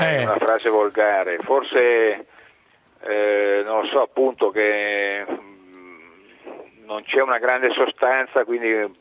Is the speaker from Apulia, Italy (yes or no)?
no; Lecco, Lombardy, Italy; io vengo da Lecco, città del Manzoni, quindi città con, diciamo, afflati culturali molto elevati.